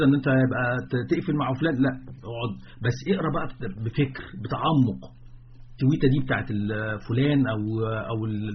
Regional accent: Egypt; وبعدين الامية عندنا في مصر ليست امية القراءة والكتابة.

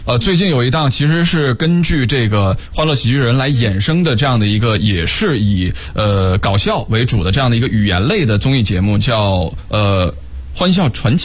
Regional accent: northern China, China; 对，我是北方人啊

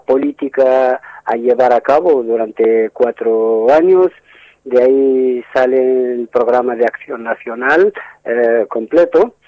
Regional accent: Western Sahara; a mi juicio, como saharaui

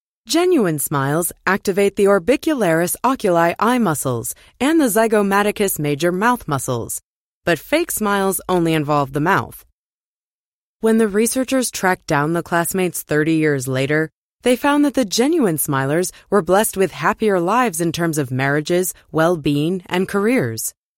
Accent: Johannesburg, Gauteng, South Africa; now in New York, United States; I grew up in Johannesburg, but I currently live in New York.

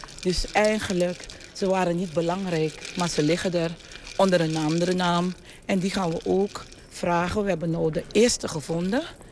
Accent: Suriname; Van alle kanten moesten wij die kerstening als Surinamers aanvaarden. En nu kunnen we vrij zijn dat we vanuit die Afrikaanse traditie de Afro-Surinaamse roots kunnen spreken.

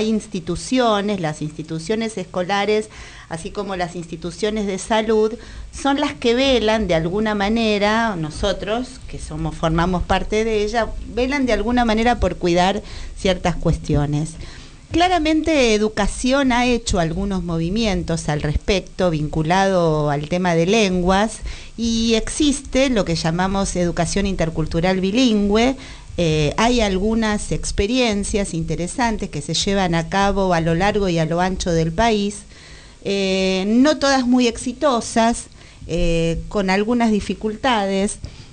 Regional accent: Argentina; que tiene solamente los años que tenemos nosotros, digamos, como argentinos

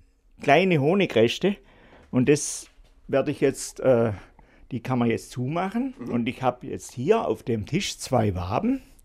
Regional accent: Baden-Württemberg, Germany; weil ich komme aus dem Schwarzwald

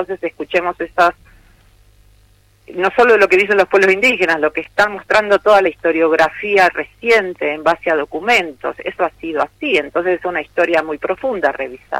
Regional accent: Argentina; Como ciudadana argentina quiero creer que sí

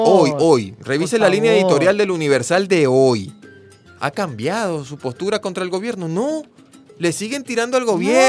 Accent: Venezuela; algo que a uno le duele como venezolano

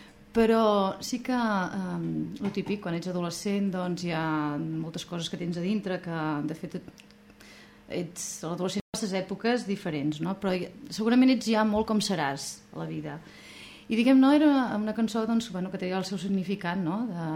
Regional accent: Barcelona, Catalonia, Spain; moved away as an adult; Des dels 20 anys que sóc fora de Barcelona

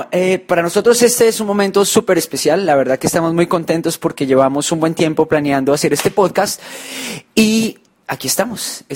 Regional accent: Colombia; now in Hong Kong; Nosotros, como se podrán imaginar, no nacimos en Hong Kong, ¿verdad? Nosotros somos de Colombia

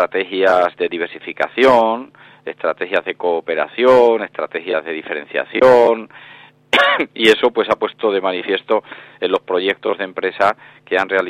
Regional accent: Extremadura, Spain; para mí, personalmente, como extremeño

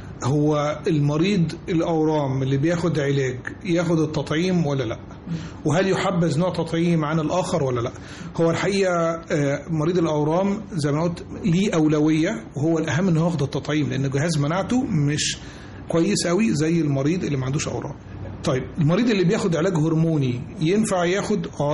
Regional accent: Egypt; مش إحنا كمصريين بس، لا إحنا في العالم كله

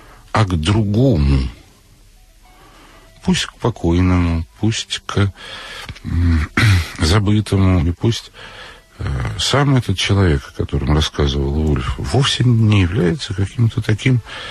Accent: Moscow, Russia; И Вольф москвич, и я москвич.

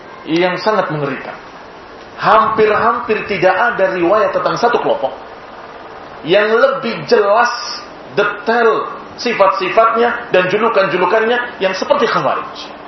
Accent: Cirebon, West Java, Indonesia; Saya masih ingat dulu, di daerah saya di Cirebon, didatangi dua orang yang mengajak untuk hijrah ke Lampung.

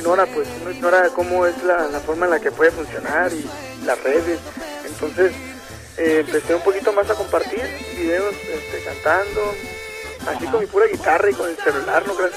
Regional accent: Tijuana, Baja California, Mexico; also born or lived in Los Angeles, United States / Mexicali; No, yo he nacido en Los Ángeles, California, pero me creí aquí en Tijuana. Y de hecho también, 16 años en Mexicali, pero no, nací en Los Ángeles.

